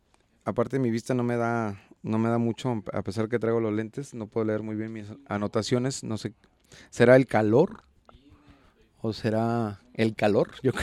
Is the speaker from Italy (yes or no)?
no; Juanacatlán, Jalisco, Mexico; Y no nomás en Juanacatlán, en mi pueblo, sino en varios pueblos me tocó ver esta decoración